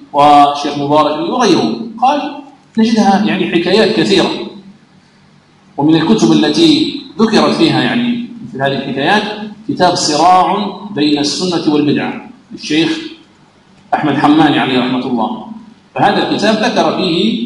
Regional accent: Algeria; وفرنسا كما تعلمون لما دخلت إلى بلادنا الجزائر

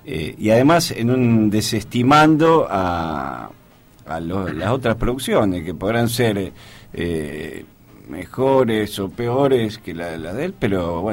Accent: Rosario, Santa Fe, Argentina; Yo soy de Rosario, como … como el Che.

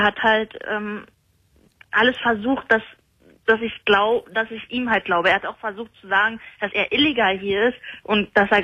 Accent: Croatia; Also, ich bin aus Kroatien.

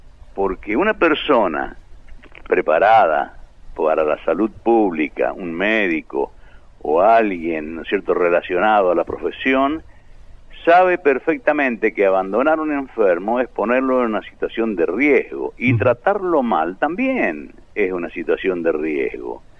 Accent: Argentina; Yo creo que no somos animales, somos dignos argentinos, como cualquiera.

